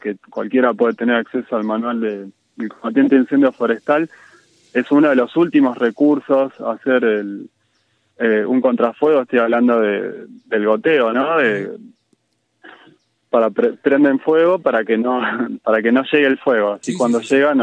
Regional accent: La Plata, Buenos Aires Province, Argentina; now in Capilla del Monte, Argentina; yo hace 7 años que vivo acá en Capilla, y soy de La Plata, vengo de la ciudad, de otra onda, de otro paisaje

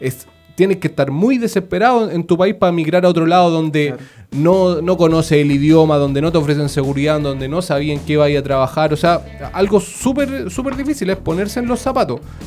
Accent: Chile; Ese guión, nosotros como chilenos, a mí me da pena realmente que nosotros no lo sepamos de memoria.

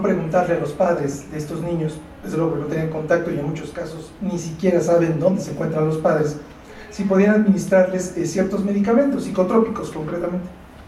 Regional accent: Mexico; Nosotros como mexicanos

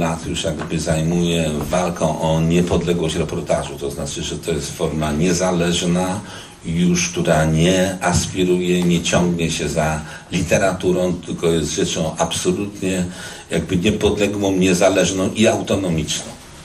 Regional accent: Łódź, Łódź Voivodeship, Poland; pochodzę z rodziny robotniczej z Łodzi

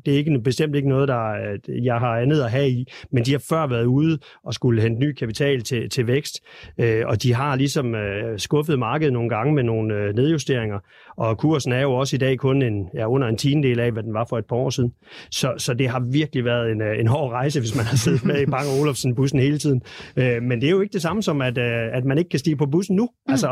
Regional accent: West Jutland, Denmark; i øvrigt også en af mine første aktier, som vestjyde tilbage i 80-90'erne

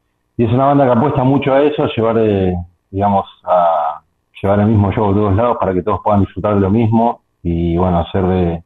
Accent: Haedo, Buenos Aires Province, Argentina; now in Lomas de Zamora, Argentina; yo soy oriundo de la ciudad de Aedo, pero unos 20 días antes de la pandemia me vine para Lomas de Zamora y bueno, quedé acá, quedé atrapado en esa pandemia y quedé después definitivamente acá.

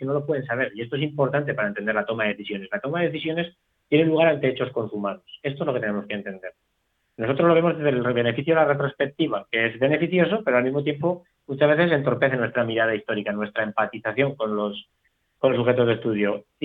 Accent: Teruel, Aragon, Spain; por ejemplo, en mi tierra, en Teruel

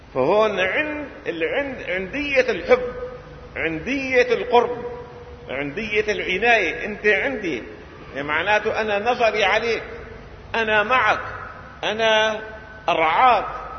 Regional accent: Syria; املي في الحياه اني اشوف الامه العربيه بدءا من بلدنا سوريا

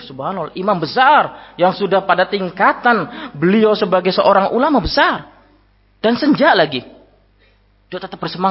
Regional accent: Java, Indonesia; saya bukan orang Sulawesi, orang Jawa. Ma, puang, saya sudah sepuh, sudah senja.

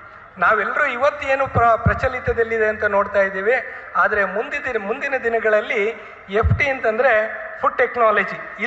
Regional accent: Karnataka, India; ನಾವು ಕರ್ನಾಟಕದವರು

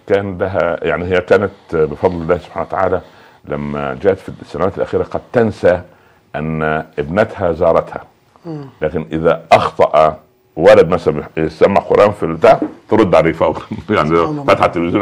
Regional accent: Cairo, Cairo Governorate, Egypt; لانها كانت مضطره عندنا في القاهره

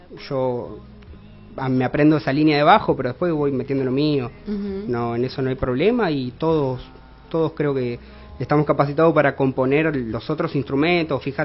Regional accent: Concordia, Entre Ríos, Argentina; now in Santa Fe, Argentina; yo soy de Concordia. Viste, todos paramos acá en Santa Fe

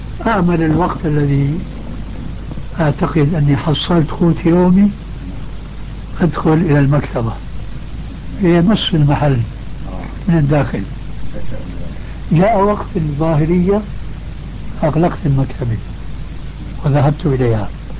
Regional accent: Syria; يقولوا عندنا في الشام

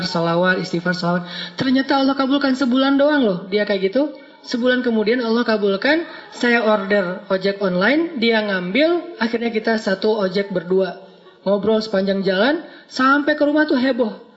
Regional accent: Aceh, Indonesia; born or raised there

